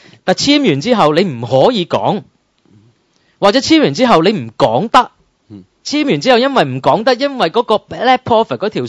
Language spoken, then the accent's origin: Cantonese; Hong Kong; 同我哋香港人而家坐喺度睇緊嗰個咩普選特首啊